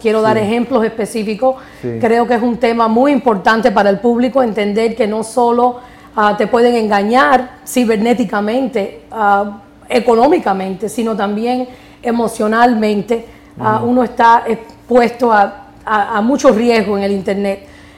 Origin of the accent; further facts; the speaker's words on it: Miami, Florida, United States; now in New York, United States; yo tengo 36 años. Yo nací en Estados Unidos, aquí en la ciudad de Nueva York, pero soy de padres cubanos y me siento 100% cubano. Ahora me radico aquí en la ciudad de Nueva York, pero me crié en Miami, en Hialeah particularmente